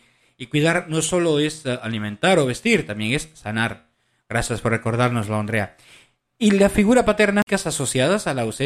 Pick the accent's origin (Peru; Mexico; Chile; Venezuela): Peru; En mi país, en Perú, le dicen papá gobierno.